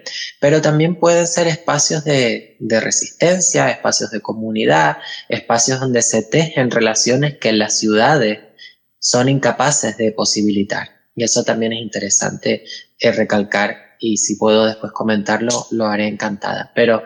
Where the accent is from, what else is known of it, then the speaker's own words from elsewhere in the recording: Buenavista del Norte, Canary Islands, Spain; cuando se celebraron allí en mi pueblo, en Buenavista del Norte, una jornada sobre diversidad sexual en los entornos rurales